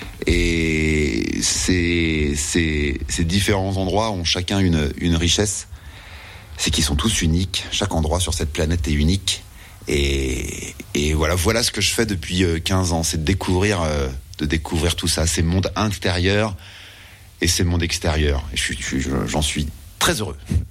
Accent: Saint-Dié, Grand Est, France; Moi je viens de Saint-Dié, donc du coup j'ai pas si souvent ça l'occasion de venir dans les coins de Remiremont.

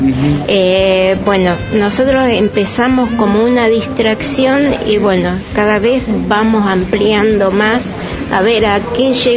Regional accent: Viedma, Río Negro, Argentina; Sí, somos de acá de Viedma.

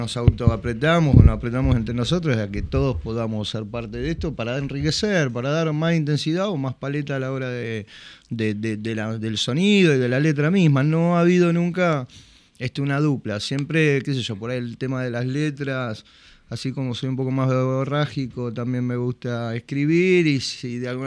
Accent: Buenos Aires, Argentina; somos en principio de La Loma, de ahí de 21 y 40, de 20 y 34, de esa zona, Plaza Escuénaga, Plaza Güemes

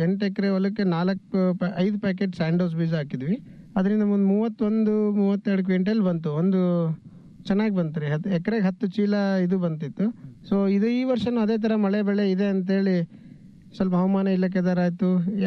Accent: Adapur, Karnataka, India; ನಮ್ಮ ಸ್ವಂತ ಊರು ಆದಾಪುರ್, ಲಿಂಗಸೂರು ತಾಲೂಕು, ಮುದಗಲ್ ಹೋಬಳಿ.

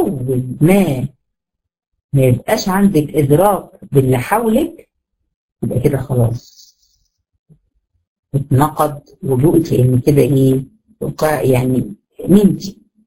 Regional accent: Egypt; وده يمكن المشهور عندنا في مصر

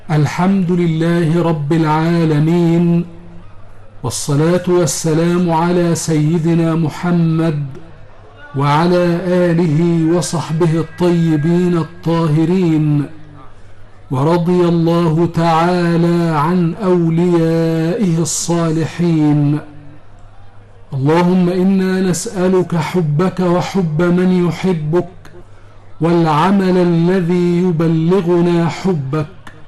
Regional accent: Egypt; إلى بلادنا مصر

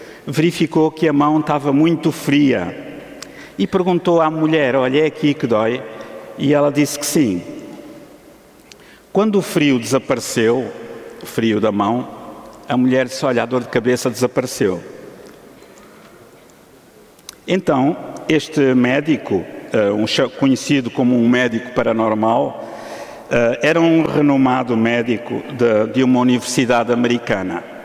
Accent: Portugal; trouxe logo 2, como um bom português, da mesma marca

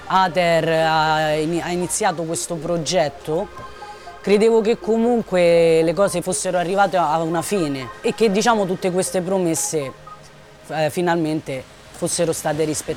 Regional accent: Rome, Lazio, Italy; Sono nata e cresciuta qui a Laurentino 38, esattamente nel 94.

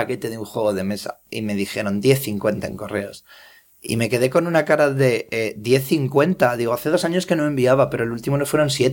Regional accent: Aragon, Spain; moved away; me voy a dar el lujo de organizar en mi pueblo perdido de la mano de Dios en Zaragoza una quedada con frikis de toda España si puedo

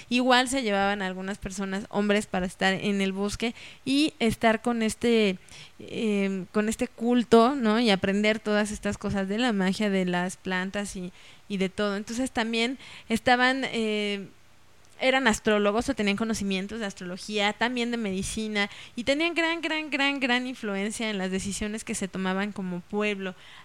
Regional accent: Mexico; por eso nosotros como mexicanos ahora tenemos tantos templos antiguos

